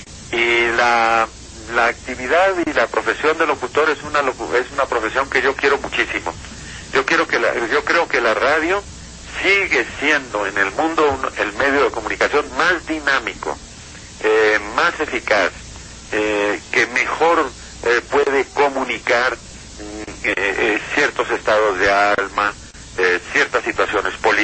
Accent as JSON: {"language": "Spanish", "country": "Colombia", "said": "lo cual no quiere decir que yo no siga siendo profundamente colombiano"}